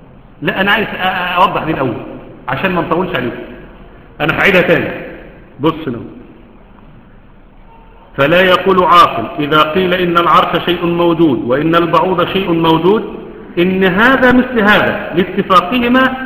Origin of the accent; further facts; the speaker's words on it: Egypt; حتى احنا عندنا كمصريين